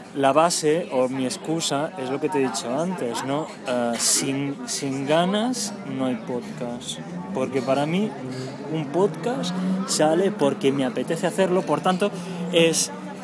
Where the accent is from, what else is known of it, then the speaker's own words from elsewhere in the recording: Catalonia, Spain; ¿Te acuerdas que soy catalán?